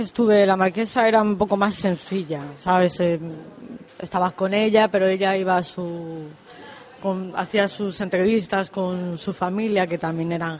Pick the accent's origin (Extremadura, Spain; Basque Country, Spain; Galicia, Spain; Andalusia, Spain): Extremadura, Spain; Plasencia; born there; also born or lived in Madrid; Yo nací en Extremadura, en Plasencia.